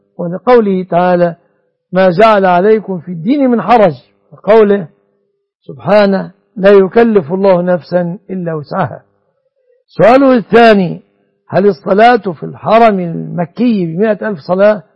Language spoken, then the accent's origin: Arabic; Egypt; كما أسأل الله أن يحفظ بلادنا مصر